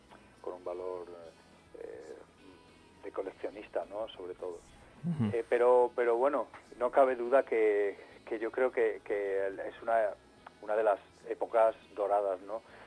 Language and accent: Spanish; Córdoba, Andalusia, Spain; born there; also born or lived in London; yo vivo en Madrid desde hace mucho tiempo, casi desde que volví de Londres, pero sigo manteniendo el contacto con Córdoba, que es mi ciudad natal y donde vive buena parte de mi familia